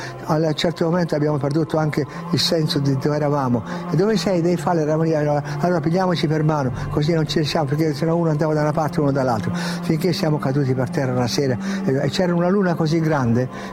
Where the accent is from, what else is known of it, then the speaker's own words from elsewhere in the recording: Piedmont, Italy; E poi da piemontese fesso, testardo, io ho detto no, io devo andare.